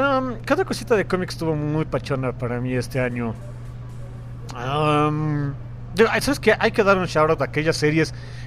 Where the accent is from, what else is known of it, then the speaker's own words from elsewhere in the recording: Mexico; Y soy mexicano. Convivo con mexicanos, vivo en México.